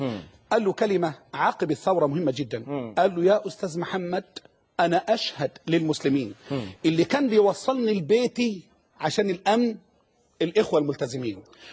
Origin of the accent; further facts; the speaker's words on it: Egypt; وإحنا كلتنا أبناء مصر